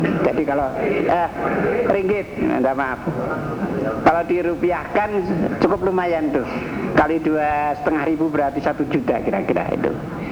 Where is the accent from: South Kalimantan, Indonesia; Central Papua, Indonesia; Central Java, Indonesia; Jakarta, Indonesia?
Central Java, Indonesia; Saya dari Jawa Tengah. Jabatan saya adalah Kepala Dinas Tenaga Kerja tingkat 1 Jawa Tengah